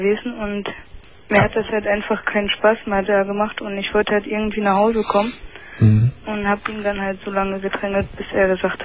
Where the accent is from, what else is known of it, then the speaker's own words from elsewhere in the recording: Germany; Ich bin Deutsche.